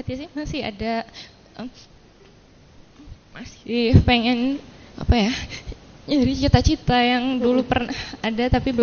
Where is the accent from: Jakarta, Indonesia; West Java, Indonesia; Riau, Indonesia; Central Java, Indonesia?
West Java, Indonesia; Bandung; Saya dari Cijambe.